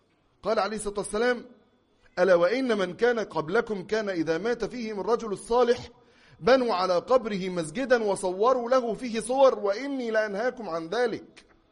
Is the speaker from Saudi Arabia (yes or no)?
no; Egypt; أنا أقدر أننا كمصريين لم نرى ذلك بأعيننا في بلادنا قط